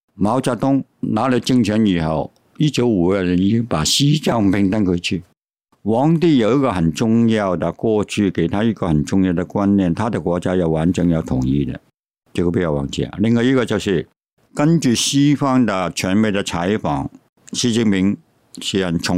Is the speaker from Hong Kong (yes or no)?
yes; Hong Kong; 他们是中国人，你们是台湾人，我是香港人。